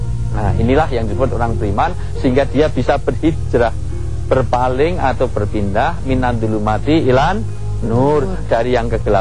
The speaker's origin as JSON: {"language": "Indonesian", "town": "Yogyakarta", "region": "Special Region of Yogyakarta", "country": "Indonesia", "said": "Saya dari Jogja bu."}